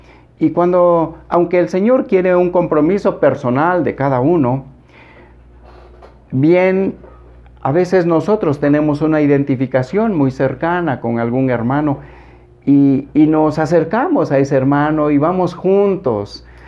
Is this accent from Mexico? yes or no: yes; Mexico; aquí tal vez como mexicanos somos muy dados a hacer señas, ¿verdad?